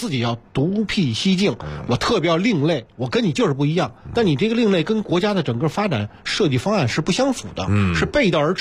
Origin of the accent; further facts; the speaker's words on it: China; 一定是靠我们中国人自己、足球人自己来实现这个梦想的